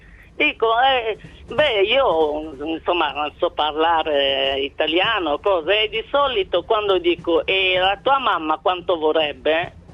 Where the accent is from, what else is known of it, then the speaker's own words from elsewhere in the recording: Cameroon; born there; Italian is a second language; Io sono nata nel Camerun, un bellissimo paese nel centro dell'Africa, 56 anni fa.